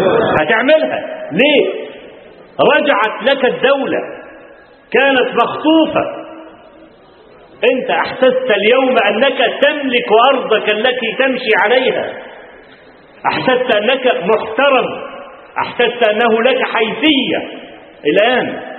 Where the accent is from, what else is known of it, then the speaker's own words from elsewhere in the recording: Kafr El Sheikh Governorate, Egypt; جاء عندنا في كفر الشيخ، في عندنا في المحافظه